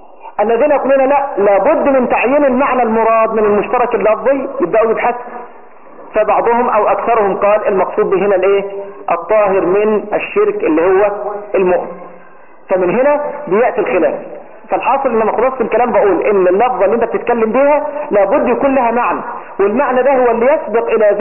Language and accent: Arabic; Egypt; أو لأن الدارج في بلده عندنا في مصر إن هذه الكلمة كلمة خارجة